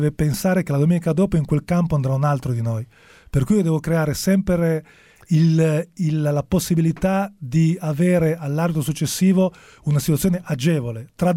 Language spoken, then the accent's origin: Italian; Genoa, Liguria, Italy; born there; da bambino sono nato a Genova, ero genoano.